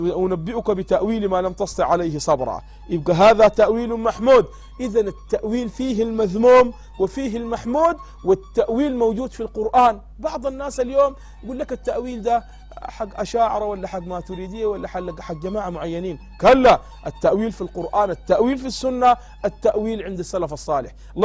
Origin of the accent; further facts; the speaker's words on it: Sudan; البلد عندنا في السودان